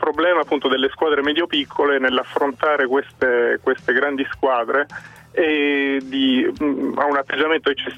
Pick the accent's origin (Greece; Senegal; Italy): Italy; Lecce, Apulia; Capiti male perché io sono leccese.